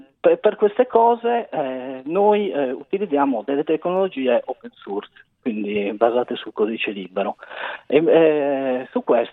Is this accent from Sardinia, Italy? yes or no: yes; Sassari, Sardinia, Italy; Sono sardo, sono di Sassari.